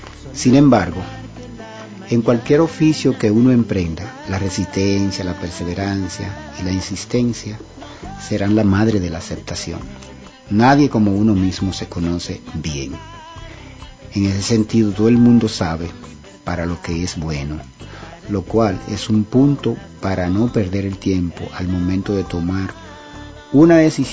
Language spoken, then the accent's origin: Spanish; Dominican Republic; Como dominicano sé cantar merengue, bachata, guaracha, son, etc. Es decir, soy un cantante del trópico. Y los cantantes de por aquí, de la República Dominicana, generalmente abordamos muchos ritmos.